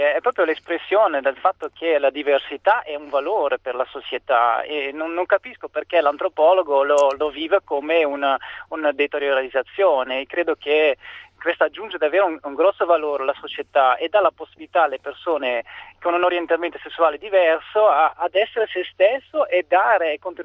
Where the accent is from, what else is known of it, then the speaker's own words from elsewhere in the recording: Belgium; sono belga di origine